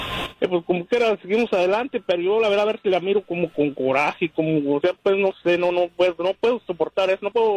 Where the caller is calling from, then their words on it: Fresno, California, United States; Doctor Fresno.